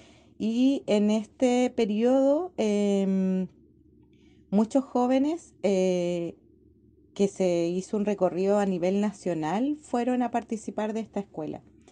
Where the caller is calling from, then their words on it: Los Lagos, Chile; Hola, un saludo desde el archipiélago de Chiloé, del sur de Chile.